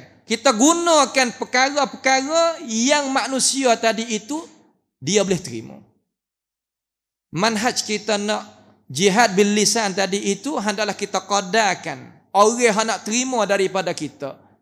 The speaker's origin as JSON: {"language": "Malay", "country": "Thailand", "said": "Jabatan Mufti yang sudi jemputkan saya daripada Thailand"}